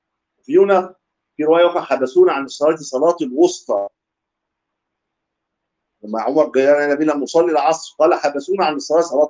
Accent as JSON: {"language": "Arabic", "country": "Egypt", "said": "وفي عندها في ناس لا تاتي بالتثويب حتى كمان، بس طبعا مش عندنا في مصر"}